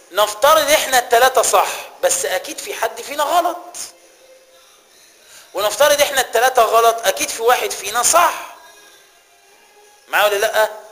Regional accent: Egypt; يبقى أنت يا حبيبي مصري وأنا مصري، يبقى احنا الاتنين أقباط

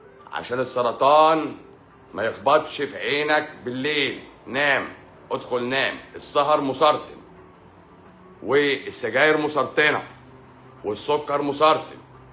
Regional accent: Egypt; انت ناسي ان احنا المرض بالوراثة عندنا في مصر هنا؟

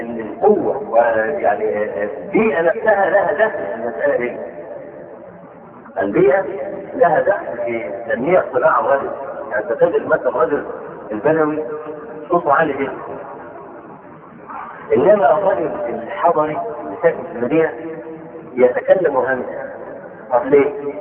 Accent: Egypt; نشوف عندنا في مصر

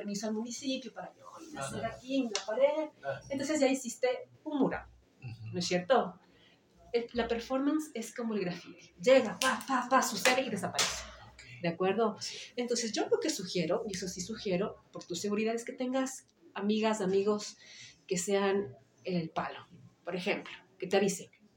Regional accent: Ecuador; vivimos en un contexto como ecuatorianos en el que no podemos estar ciegos a lo que sucede

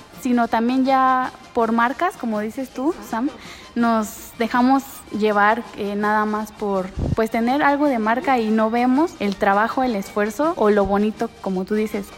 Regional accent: Mexico; es lo que nos hace sentir parte de, como la identidad que tenemos como mexicanos

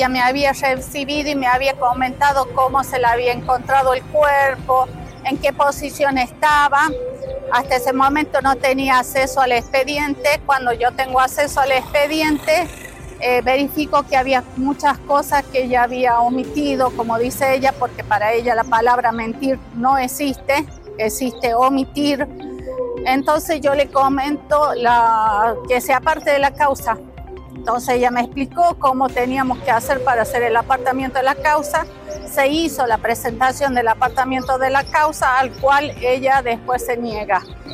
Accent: Aimogasta, La Rioja, Argentina; Sí, nos vinimos de Aymogasta a pedir justicia

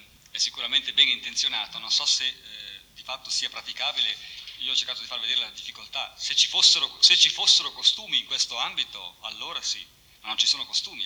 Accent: Switzerland; Io forse parlo così anche da svizzero, cioè in un contesto sociale come da noi

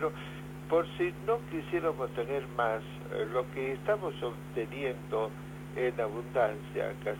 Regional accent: Argentina; así somos los argentinos

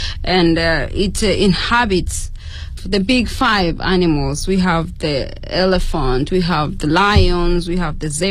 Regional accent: Tanzania; now in China; I am a PhD student in Jinjiang University, majoring in public health, and I am from Tanzania.

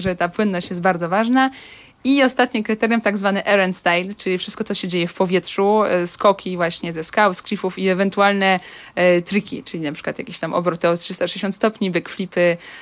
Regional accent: Lodz, Łódź Voivodeship, Poland; To zaczynając od Łodzi, tak, jestem taką stuprocentową łodzianką.

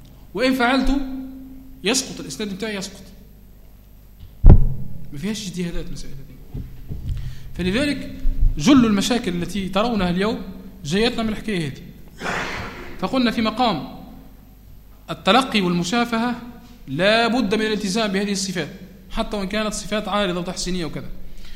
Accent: Tunisia; عندنا في تونس من يخلط بين الاجازه والشهاده

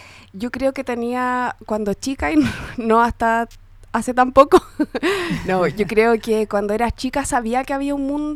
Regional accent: Santiago, Santiago Metropolitan, Chile; Sí, yo crecí en Santiago.

